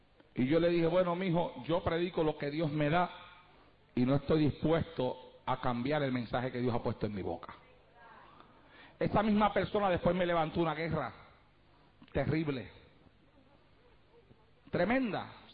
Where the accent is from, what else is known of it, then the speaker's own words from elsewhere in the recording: Puerto Rico; moved away; Cuando yo llegué aquí desde Puerto Rico, que comencé a predicar esta palabra